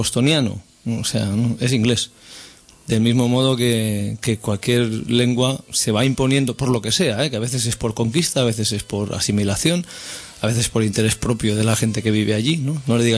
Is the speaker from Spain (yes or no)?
yes; Barcelona, Catalonia, Spain; Y yo soy de Barcelona y hablo castellano